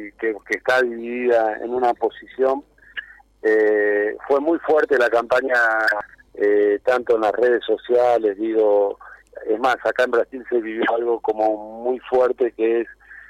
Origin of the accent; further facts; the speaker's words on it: Argentina; vamos a tener que sacar nosotros como argentinos conclusiones de lo que pasó acá